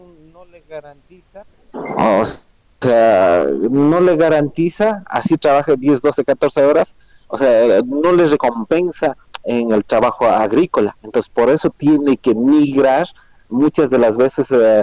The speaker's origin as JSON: {"language": "Spanish", "town": "Pujilí", "region": "Cotopaxi", "country": "Ecuador", "said": "yo vengo de la provincia de Cotopaxi, Cantón Pujilí, parroquia Huangaje, usted ya lo mencionó. Es una población casi 100% indígena."}